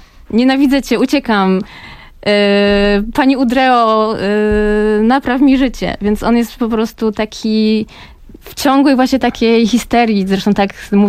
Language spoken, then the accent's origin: Polish; Kraków, Lesser Poland, Poland; ja pochodzę z Krakowa, urodziłam się w Nowej Hucie, ale w takiej Nowej Hucie troszeczkę już nowocześniejsze i ona jest zbliżona trochę już do, powiedzmy, innych dzielnic Krakowa